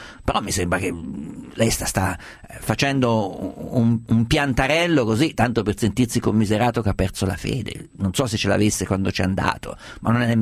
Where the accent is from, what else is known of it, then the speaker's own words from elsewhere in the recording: Umbria, Italy; io sono umbro, vado a Assisi